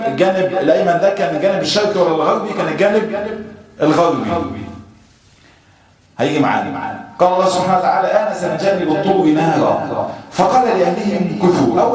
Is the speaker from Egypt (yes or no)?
yes; Egypt; ويعني احنا كثير من اهل مصر لم يرى ذلك.